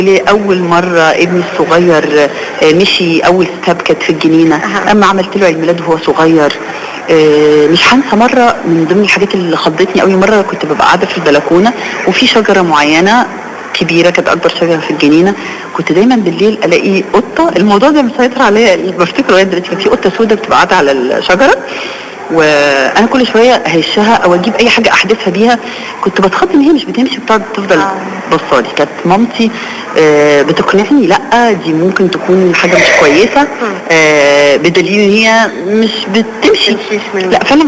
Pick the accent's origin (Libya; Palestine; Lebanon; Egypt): Egypt; Alexandria, Alexandria Governorate; مولودة في اسكندرية وعايشة طول عمري في اسكندرية